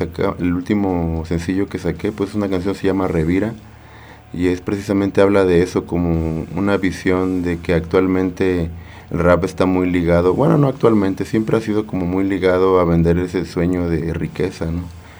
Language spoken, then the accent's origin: Spanish; Veracruz, Mexico; now in Querétaro, Mexico; Yo soy originario de Veracruz, soy nacido en Veracruz, llegué a Querétaro por primera vez como en 2001, después me regresé, después volví a llegar y ya como por el 2004 me quedé y ya no me fui, y aquí me quedé.